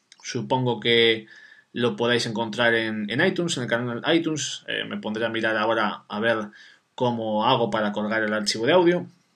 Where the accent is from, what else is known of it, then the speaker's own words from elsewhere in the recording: Sahagún, Castile and León, Spain; de un pueblo que se llama Sahagún, que está en la provincia de León, que es mi pueblo, como a mí me gusta llamarla, la costa del adobe.